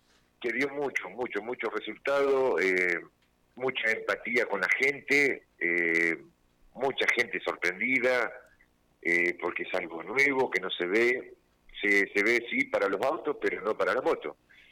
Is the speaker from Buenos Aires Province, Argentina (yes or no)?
yes; Olavarría, Buenos Aires Province, Argentina; yo nunca salí de Olavarría pensando en que, mirá, lo que estoy haciendo, que voy a sonar en todos lados.